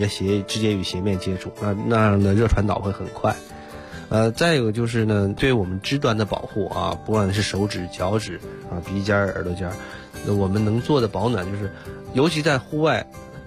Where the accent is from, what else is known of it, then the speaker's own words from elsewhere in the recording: Northeast China, China; 你比如说我小的时候这个又在东北长大